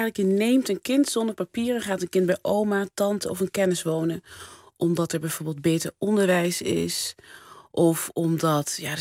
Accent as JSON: {"language": "Dutch", "region": "North Brabant", "country": "Netherlands", "accent": "Brabantian", "said": "En die moesten lachen om mijn Brabants accent."}